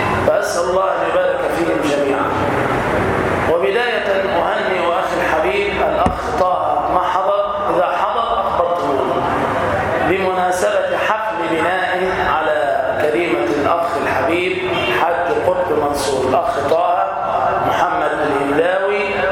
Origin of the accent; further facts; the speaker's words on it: Damietta, Damietta Governorate, Egypt; في بلدتنا الطيبة في دمياط.